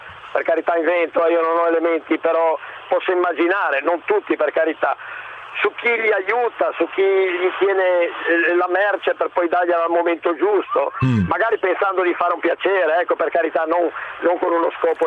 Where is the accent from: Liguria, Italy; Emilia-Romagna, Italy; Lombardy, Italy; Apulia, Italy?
Liguria, Italy; ma io che vendo sono di Borcio, perché sei comunque sempre un piccolo paese, ma è della Liguria.